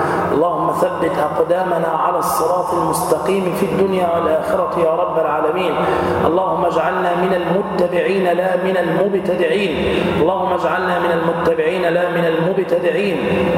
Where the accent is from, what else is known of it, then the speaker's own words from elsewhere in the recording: Damietta, Damietta Governorate, Egypt; يعني مثلا عندنا في دمياط ما شاء الله أكابر